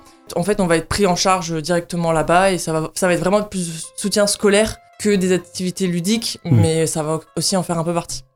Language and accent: French; New Caledonia; also born or lived in Lorraine; now in Nancy, France; Pour l'instant je reste sur Nancy, mais mon projet c'est de partir de la région. Parce que bon, moi j'ai grandi en Nouvelle-Calédonie